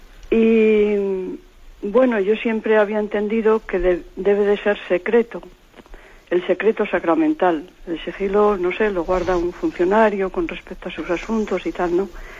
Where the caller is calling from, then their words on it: Palencia, Castile and León, Spain; de Palencia.